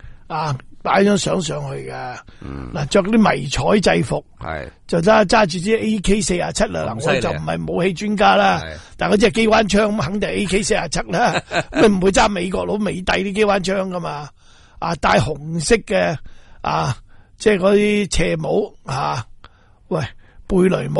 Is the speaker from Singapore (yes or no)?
yes; Singapore; 我企本嚟喺新加坡嚟噶，我新加坡人嚟噶